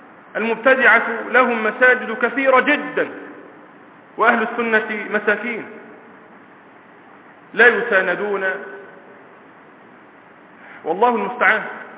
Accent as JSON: {"language": "Arabic", "country": "Egypt", "said": "موجودون اليوم في بلادنا مصر"}